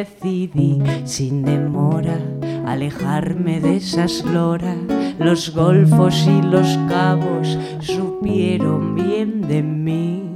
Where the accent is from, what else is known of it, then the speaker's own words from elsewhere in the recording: Galicia, Spain; inspirada en las Rías Baixas, de donde yo soy, ¿sí? Se me nota que no soy de Granada, ¿sí?